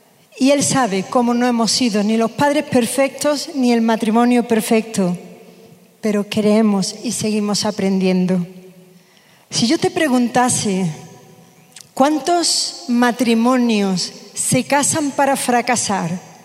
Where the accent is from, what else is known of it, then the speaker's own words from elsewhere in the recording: South, Spain; yo soy del sur de España